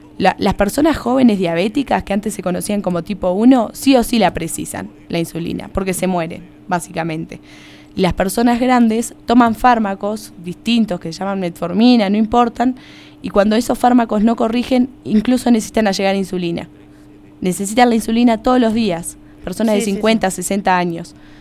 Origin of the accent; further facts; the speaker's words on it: Uruguay; moved away; Claro, esa era mi creencia cuando yo llegué de Uruguay.